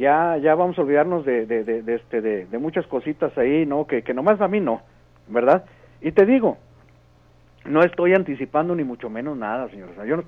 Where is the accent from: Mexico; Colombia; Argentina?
Mexico; Monterrey, Nuevo León; moved away as an adult; pues me vine muy joven de Monterrey, ¿no?